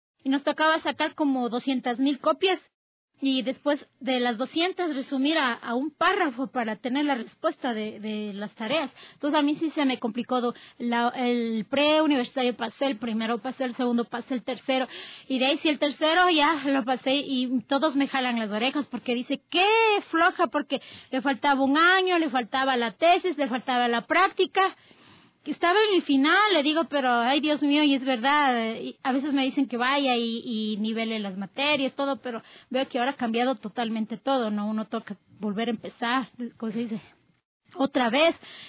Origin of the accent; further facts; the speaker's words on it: Quito, Pichincha, Ecuador; yo soy de acá de Quito, soy capitalina